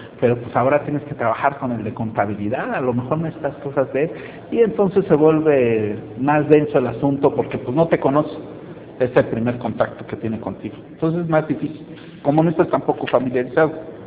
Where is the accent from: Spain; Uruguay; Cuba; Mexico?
Mexico; yo era el único mexicano en ese proyecto